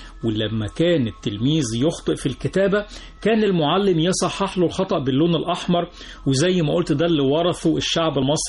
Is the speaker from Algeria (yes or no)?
no; Egypt; هنلاقي نفسنا راجعين تاني بنفس قوتنا كمصريين في مجال العلم